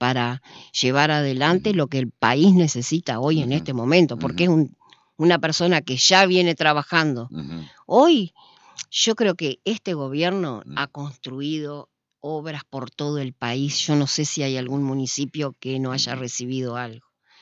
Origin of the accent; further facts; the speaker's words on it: Concordia, Entre Ríos, Argentina; nosotros somos de acá, de Concordia, nacimos acá, tanto Armando como yo nacimos acá